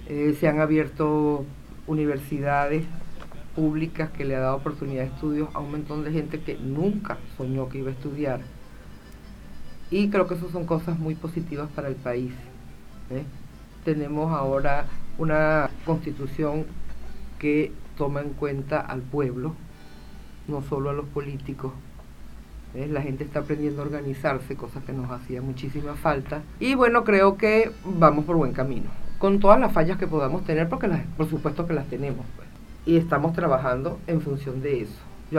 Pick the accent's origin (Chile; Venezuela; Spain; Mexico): Venezuela; now in Argentina; Así como los venezolanos nos tenemos que animar a cebar mate